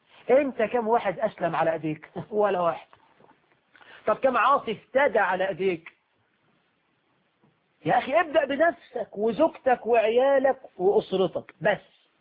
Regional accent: Egypt; وطيب عندنا في عرفنا كمصريين

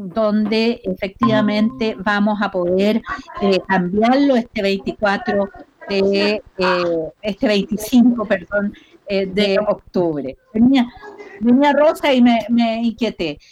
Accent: Chile; Yo creo que nos merecemos, como chilenos y chilenas, como habitantes, más que como chilenos, como habitantes de esta tierra

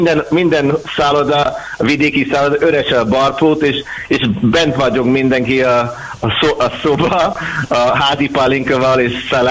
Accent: Scotland, United Kingdom; Hungarian is a second language; és mikor én mondtam skót, akkor ez egy másik art

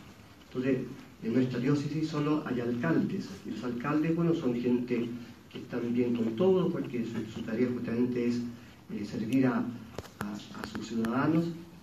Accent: Villarrica, Araucanía, Chile; yo soy de Chile, una diócesis bastante pequeñita, que no tiene mayor así injerencia a nivel nacional, porque hay una gran ventaja en Villarrica, es que no es sede política

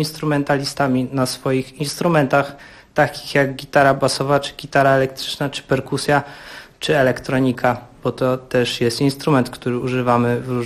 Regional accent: Bydgoszcz, Kuyavian-Pomeranian Voivodeship, Poland; now in Warsaw, Poland; Przyjechaliśmy do Was z Bydgoszczy. Ja przyjechałem bardzo dawno temu, ale ogólnie gramy w Warszawie

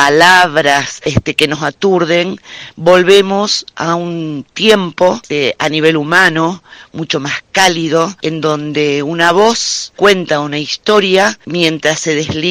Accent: Rosario, Santa Fe, Argentina; now in Cosquín, Argentina; soy rosarina, pero estoy viviendo hace 4 años en Cosquín

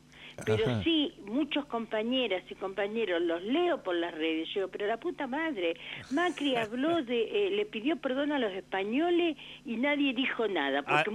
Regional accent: General Pico, La Pampa, Argentina; que en La Pampa hasta hace unos años atrás, cuando yo soy de Pico, había terrenos

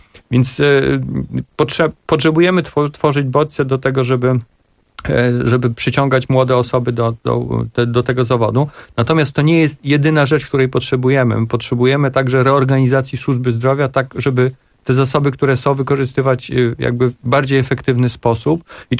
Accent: eastern Poland, Poland; I ja akurat pochodzę z Polski Wschodniej i tam jak bywam

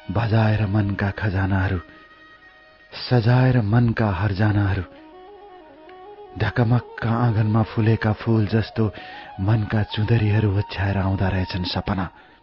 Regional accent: Lumbini Province, Nepal; born there; विक्रम सम्वत 2037 सालको कार्तिक महिनामा मेरो जन्म अर्घाखाँची जिल्लामा भएको हो।

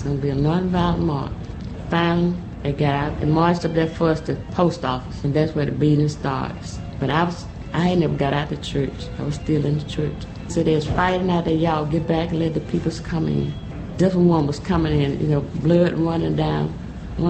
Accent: Alabama, United States; I was born in Perry County. I've been there all of my life.

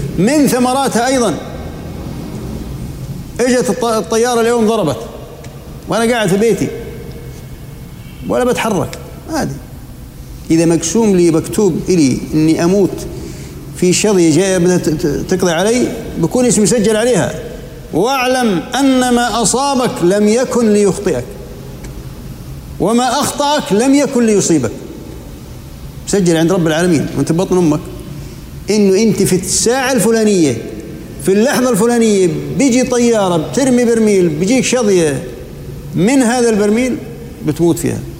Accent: Jordan; صار زلزال عندنا في الأردن كان قوي درجته قوية

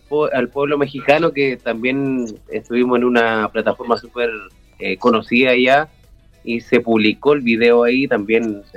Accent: Chile; now in Santiago, Chile; salir del pueblo, que ya era un desafío, y me fui a la capital de Chile, a Santiago, a estudiar producción musical.

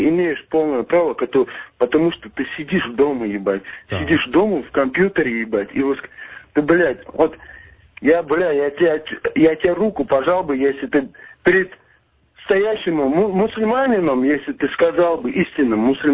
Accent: Chechnya, Russia; Я чеченец.

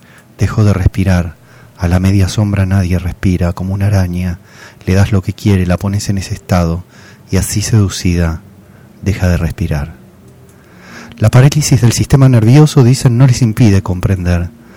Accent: Argentina; yo soy un profesor argentino.

